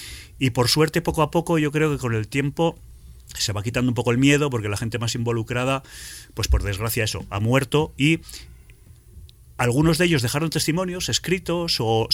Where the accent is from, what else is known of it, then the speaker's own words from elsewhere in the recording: Catalonia, Spain; born there; now in La Rioja, Spain; yo, aunque vivo en La Rioja, soy mitad y mitad. Mi padre es riojano, mi madre es catalana. Yo nací en Cataluña y nací en el Bergadá. El Bergadá es una zona prepirenaica que fue tierra de maquis